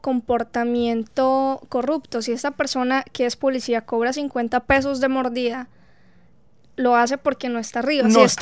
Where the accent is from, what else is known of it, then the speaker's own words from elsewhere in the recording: Colombia; tanto a nivel universitario como a nivel de prepa o bachillerato, como claro, decimos en Colombia